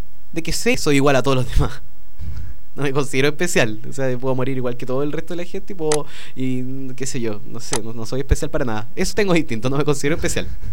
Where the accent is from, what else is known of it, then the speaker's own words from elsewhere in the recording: Santiago, Santiago Metropolitan Region, Chile; una voluntad de pueblo inquebrantable que posee mi ciudad natal. Entonces la gracia es que tiene Santiago